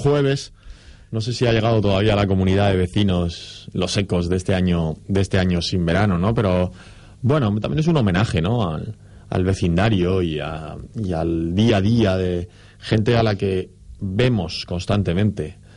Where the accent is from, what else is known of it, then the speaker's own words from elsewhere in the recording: Murcia, Region of Murcia, Spain; yo soy de una ciudad pequeña, soy de Murcia y hay otro ritmo muy diferente al de la gran ciudad